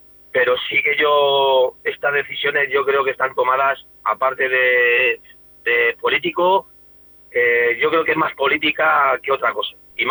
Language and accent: Spanish; Barcelona, Catalonia, Spain; Mira, yo soy de Barcelona, pero yo ahora...